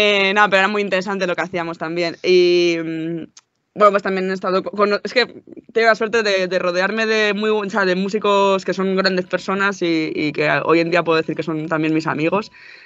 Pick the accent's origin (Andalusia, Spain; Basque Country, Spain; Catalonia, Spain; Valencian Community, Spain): Valencian Community, Spain; now in Madrid, Spain; yo no soy de Madrid, soy residente aquí desde hace 8 o 9 años y yo soy valenciana.